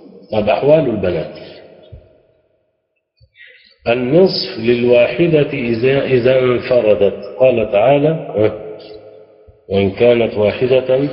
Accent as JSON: {"language": "Arabic", "country": "Egypt", "said": "ودي اللي احنا عندنا في مصر بنسميها الوصيه الايه؟"}